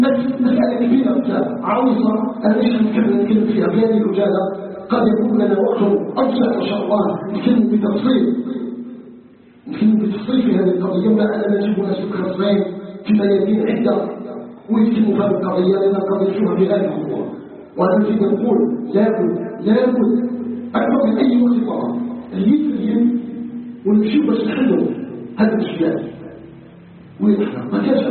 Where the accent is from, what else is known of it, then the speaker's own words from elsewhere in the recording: Algeria; نسألك جل في علاه أن يجعل بلدنا الجزائر بلدا آمنا مطمئنا